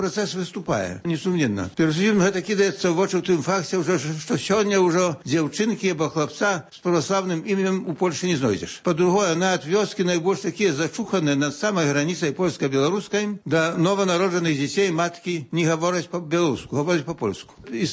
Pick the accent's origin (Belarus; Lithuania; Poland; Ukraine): Poland; Podlaskie Voivodeship; таксама, як і я, беларус з усходняй Беласточыны